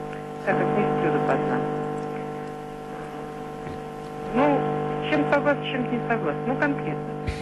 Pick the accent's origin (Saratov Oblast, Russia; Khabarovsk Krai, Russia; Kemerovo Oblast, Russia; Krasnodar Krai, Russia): Saratov Oblast, Russia; Glazkovo; Я из Глазкова, Саратовской области.